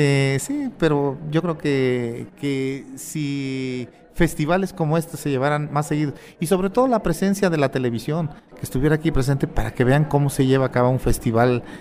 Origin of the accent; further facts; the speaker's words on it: Huautla, Hidalgo, Mexico; now in Mexico City, Mexico; yo radico en la capital, no estoy en mi tierra. Yo les comentaba que soy de un pueblo de la Huasteca, de alguien que se llama Huautla Hidalgo. Más sin embargo, yo radico en la capital